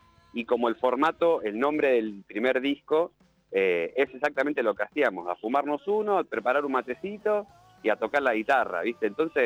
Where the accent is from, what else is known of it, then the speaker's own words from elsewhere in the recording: Berisso, Buenos Aires Province, Argentina; si bien no somos de Uruguay, toda la banda es de la ciudad de Berizo, al lado de La Plata